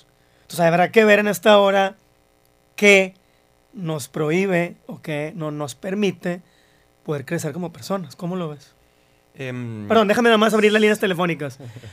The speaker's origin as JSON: {"language": "Spanish", "country": "Mexico", "said": "derechos civiles que constitucionalmente tenemos como mexicanos"}